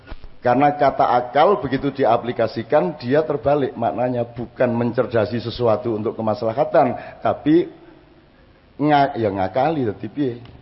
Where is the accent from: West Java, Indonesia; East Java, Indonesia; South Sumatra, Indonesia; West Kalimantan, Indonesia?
East Java, Indonesia; Jombang; now in Yogyakarta, Indonesia; Makanya saya ke Jogja dari Jombang